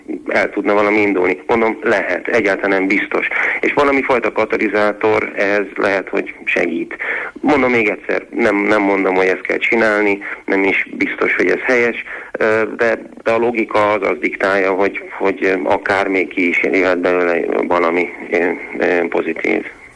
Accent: Szeged, Csongrád-Csanád, Hungary; hogyha történetesen én szegedi vagyok, egyetemi város

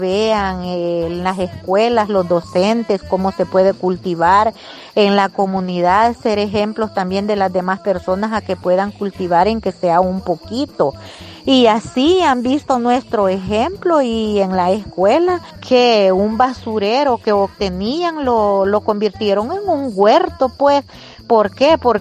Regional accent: Izalco, Sonsonate, El Salvador; soy del departamento de Sonsonate y municipio de Izalco.

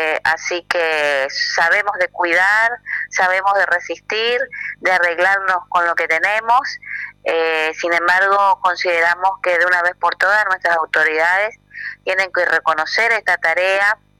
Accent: Oberá, Misiones, Argentina; yo no soy de Posadas, soy de Oberá

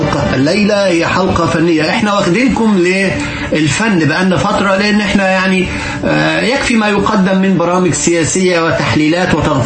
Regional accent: Egypt; بتحسسنا كمصريين ان احنا يعني بنتكرم

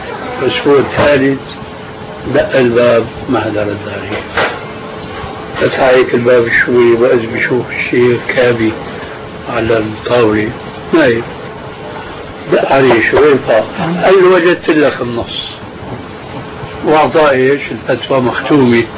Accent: Syria; كلنا نحن سوريين نعرف

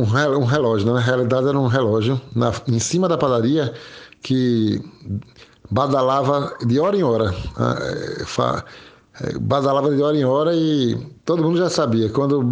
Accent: Recife, Pernambuco, Brazil; A minha infância foi lá em Torrões. Torrões é Zona Oeste também, né, de Recife. Aí a minha infância foi toda em Torrões. A gente, quando veio aqui para o Engenho do Meio, eu já estava com 12 ou 13 anos e estou até agora, né?

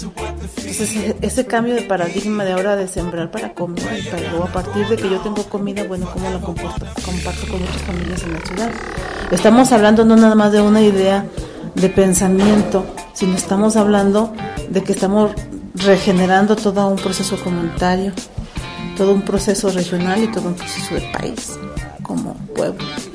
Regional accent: Mexico; nosotros como mexicanos, ¿no? No campesinos, como mexicanos, no valoramos esa parte

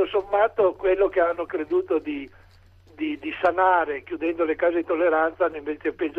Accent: Turin, Piedmont, Italy; io sono di Torino

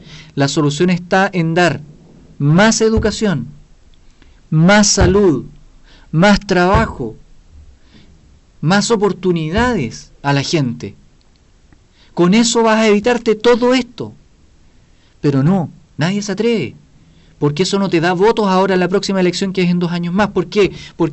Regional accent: Talcahuano, Biobío, Chile; Y nosotros somos de Talcahuano.

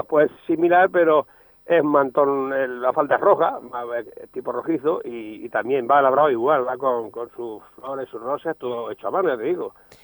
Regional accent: Valdeverdeja, Castilla-La Mancha, Spain; yo que voy a decir mi pueblo, no voy a decir que es feo, pero la verdad que sí, hay que reconocer que es precioso.

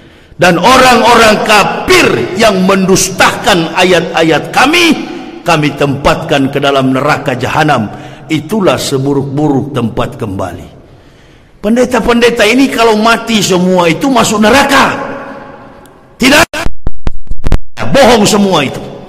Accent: Manado, North Sulawesi, Indonesia; Coba buka kampung halaman saya Manado, beda dengan Sumatera Utara.

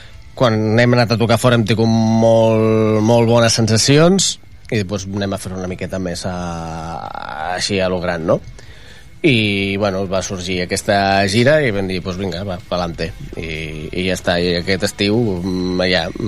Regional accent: Rubí, Catalonia, Spain; also born or lived in Barcelona / Terrassa; jo sóc de Rubí, però jo he viscut a... Jo he viscut a Barcelona, he viscut a Terrassa, he viscut a Montesquieu, he viscut a Vic...

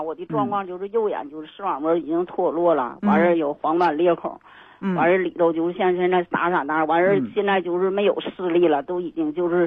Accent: Anshan, Liaoning, China; 我是鞍山的。

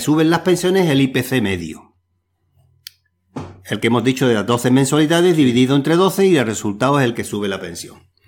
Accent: Spain; nosotros, como españoles, siempre se ha conseguido todo a través de luchas y conquistas sociales.

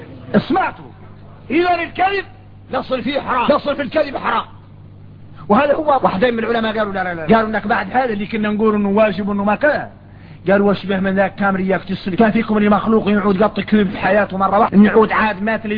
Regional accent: Mauritania; احنا درك موريتاني عندنا فهم عن مولانا خاص

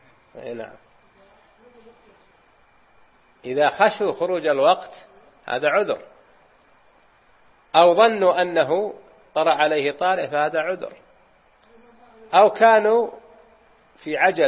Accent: Unaizah, Al-Qassim, Saudi Arabia; وهذه وقعت عندنا في بلدتنا في عنيزة

